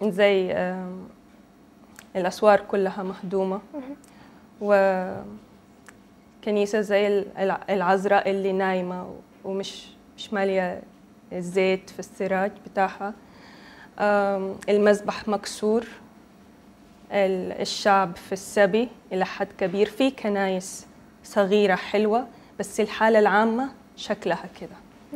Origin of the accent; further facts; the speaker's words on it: Sudan; born there; انا من مواليد السودان. يعني سودانية بيقولوا لنا مواليد عشان ما عندنا قبيلة بننتمي لها، احنا اصولنا بتكون حاجة تانية، يعني ممكن يكونوا مغاربة او مصريين